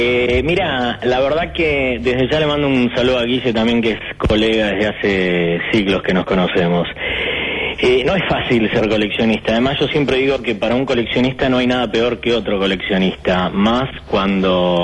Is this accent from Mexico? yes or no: no; Uruguay; now in Argentina; yo soy uruguayo, en el año 1976 llego a la Argentina, y ya de chiquito mi obsesión era el cine.